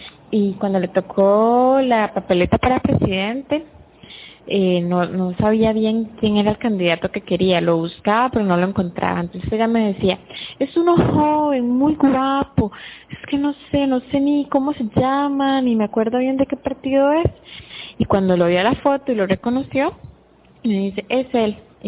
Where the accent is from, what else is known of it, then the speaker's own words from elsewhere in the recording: Costa Rica; como buen tico, muy buenas ticas, todo el mundo llegó para el final